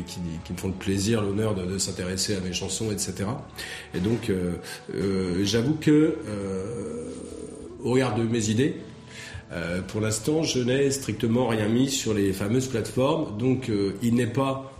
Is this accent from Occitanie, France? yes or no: no; Centre-Val de Loire, France; Puisque en fait on est du Loir-et-Cher et pour l'instant on avait beaucoup tourné sur Loir-et-Cher